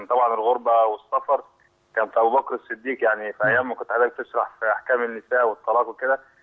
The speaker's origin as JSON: {"language": "Arabic", "town": "El Marg", "region": "Cairo Governorate", "country": "Egypt", "said": "انا من المرج"}